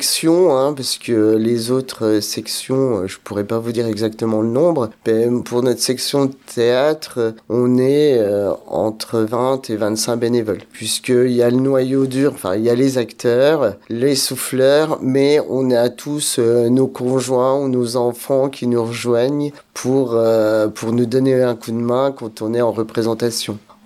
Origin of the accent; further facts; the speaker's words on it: France; je suis originaire de Saint-Étienne-lès-Mirmont, plus précisément de la Suche, petit havre de paix entre Saint-Étienne et Éloi. En quelques mots, je suis originaire de milieu agricole.